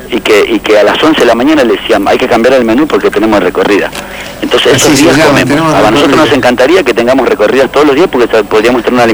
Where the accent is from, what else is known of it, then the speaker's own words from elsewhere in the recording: Capilla del Señor, Buenos Aires Province, Argentina; De Capilla del Señor.